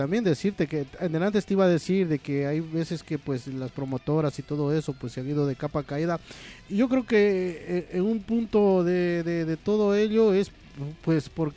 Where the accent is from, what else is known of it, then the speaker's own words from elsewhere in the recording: Loja, Ecuador; yo soy de la parte de Loja, de muy al sur, de frontera con Perú prácticamente, de Catamayo.